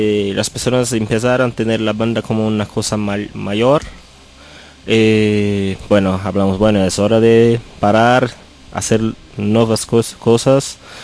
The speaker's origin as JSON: {"language": "Spanish", "region": "São Paulo", "country": "Brazil", "second_language": "Spanish", "said": "somos de Sao Paulo, la ciudad que ahora tiene como 21 millones de personas."}